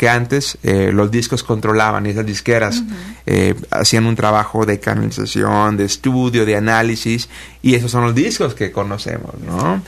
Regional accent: Mexico; born there; a México hace 5 años, entonces estoy comenzando a conocer este hermoso país. Yo nací en México, pero no me crié aquí.

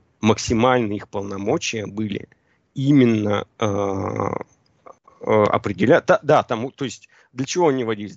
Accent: Yekaterinburg, Sverdlovsk Oblast, Russia; Да, я же сам из Екатеринбурга.

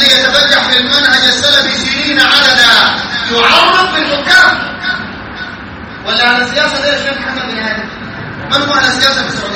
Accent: Sudan; عندنا في السودان

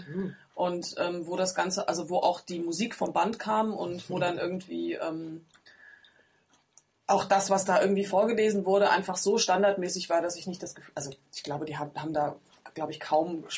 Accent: East Germany, Germany; ich bin ja Ossi, ne? Dementsprechend ist meine Verwandtschaft, sind auch alles Ossis.

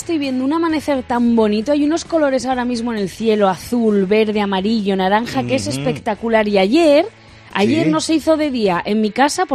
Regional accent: Garcinarro, Castilla-La Mancha, Spain; Y es cierto, todo esto pasa en mi pueblo, en Garcinarro, y lo corroboro.

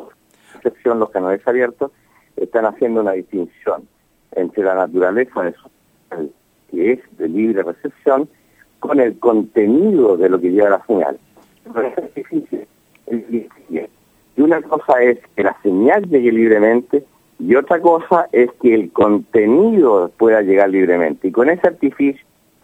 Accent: Chile; estaba simplemente reaccionando como un chileno frustrado

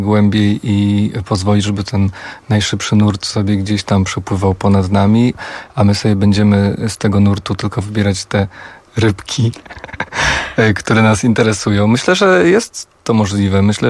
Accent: Warsaw, Masovian Voivodeship, Poland; Bo ja jestem stąd i ja tu zawsze będę wracał i myślę, że nigdy nie opuszczę Warszawy na zawsze, bo po prostu kocham to miasto

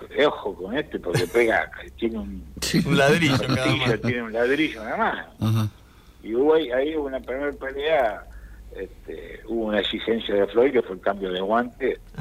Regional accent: Argentina; como argentino uno quiere que se dé

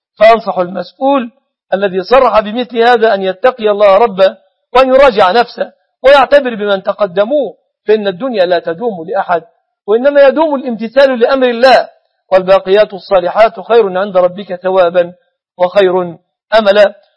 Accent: Egypt; كما أسأله سبحانه أن يحفظ بلادنا مصر أمنة مطمئنة

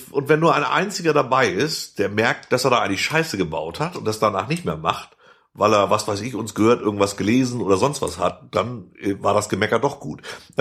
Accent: West Germany, Germany; Mann, ich bin Westdeutscher.

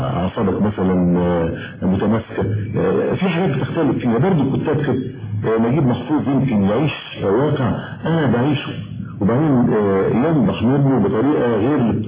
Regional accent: Egypt; احنا الثلاثة كمصريين وعايشين في مجتمع مصري

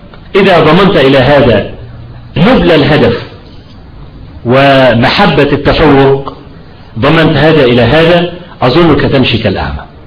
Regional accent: Kafr El Sheikh, Kafr El Sheikh Governorate, Egypt; لان انا من ابناء كفر الشيخ وسأكون أكثر تأثيرا

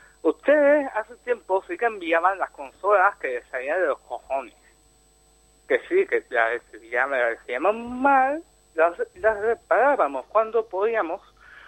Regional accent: Germany; Spanish is a second language; Soy alemán.

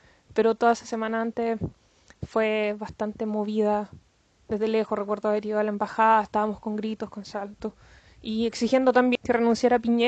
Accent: Chile; moved away; tratar de ver cómo podíamos aportar como chilenos desde el extranjero

